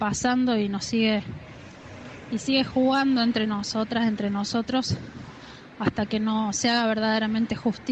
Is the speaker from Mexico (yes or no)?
no; Cosquín, Córdoba, Argentina; Soy de Cosquín y soy docente